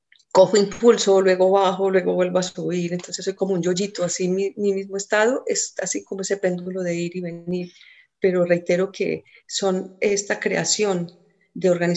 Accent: Dabeiba, Antioquia, Colombia; yo soy de Urabá, en Dabeiba, pues sí. de Urabá, ajá. Y yo cada que iba allá, yo siempre quería estar en la escuelita

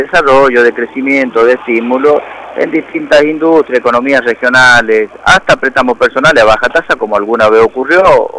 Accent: Argentina; esa es la preocupación que tenemos los trabajadores del banco como trabajadores y también como argentinos

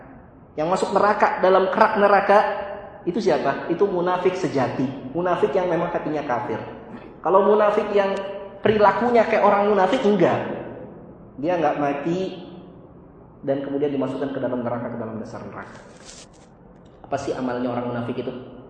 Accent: Bogor, West Java, Indonesia; Saya orang Bogor, Pak.

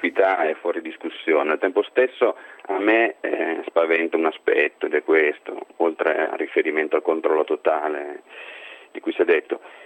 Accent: Lombardy, Italy; quando ero bambino in un paese della provincia di Brescia

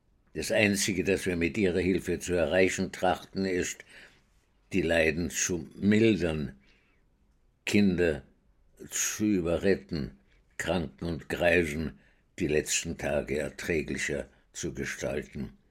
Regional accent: Vienna, Austria; Ich bin in Wien geboren, 1921, und bin dort aufgewachsen in einer jüdischen Gemeinde, die nicht sehr orthodox war, aber fromm genug

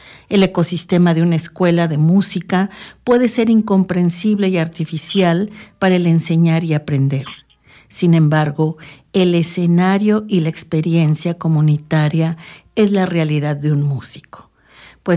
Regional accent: Mexico City, Mexico; now in Mexico State, Mexico; Yo salí de Ciudad de México, tengo 7 años de estar radicando acá en la zona oriente del Estado de México

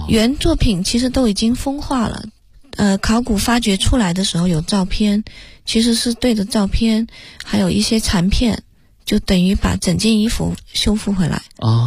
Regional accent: Jinxiu, Guangxi, China; now in Beijing, China; 我的家乡就叫金秀，只不过它不是那个，是黄金的金，秀丽的秀。我们的那个村庄只有9户人家，

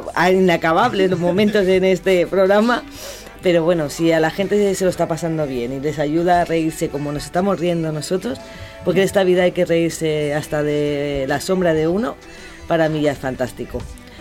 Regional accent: Huertapelayo, Castilla-La Mancha, Spain; pude hablar yo de mi querido Huerta Pelayo, mi pueblo

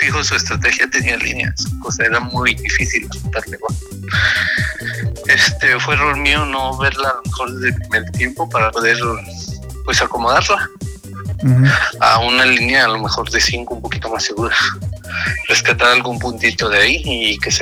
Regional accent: Mexico; soy el primer mexicano de Mobile.

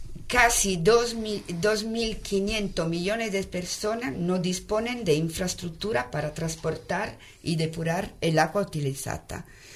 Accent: Italy; Spanish is a second language; Perdona, que yo soy italiana.

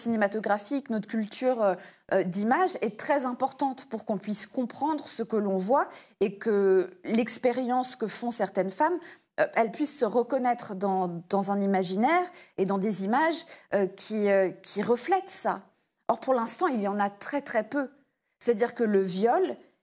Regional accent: United States; now in France; je suis franco-américaine, j'ai fait mon doctorat à NYU, donc je viens des États-Unis

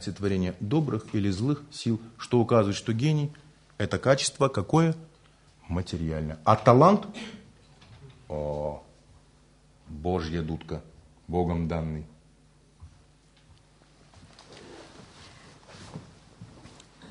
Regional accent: Buryatia, Russia; Я говорю, ну, я же бурят там

